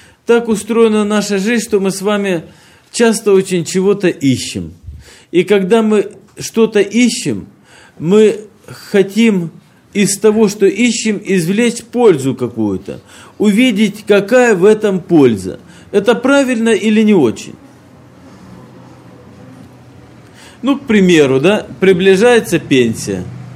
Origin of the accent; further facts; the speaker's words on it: Apsheronsk, Krasnodar Krai, Russia; мы приехали к вам из Краснодарского края, это Кавказ, город Апшеронск. Это юг России, где уже очень давно тепло, отцвели сады, и не просто тепло, уже жарко.